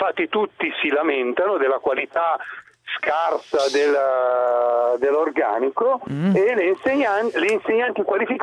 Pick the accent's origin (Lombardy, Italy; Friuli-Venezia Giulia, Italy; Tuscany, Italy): Lombardy, Italy; Milan; Io sono di Milano, ma